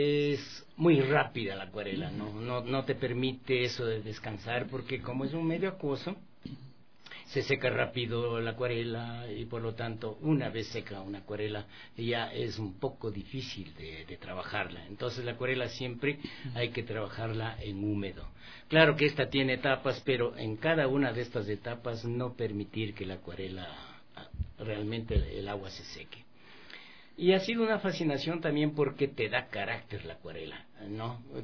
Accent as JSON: {"language": "Spanish", "town": "Pintag", "region": "Pichincha", "country": "Ecuador", "said": "yo soy de Pintas realmente para mí es un hermoso lugar con unos paisajes maravillosos, con gente maravillosa."}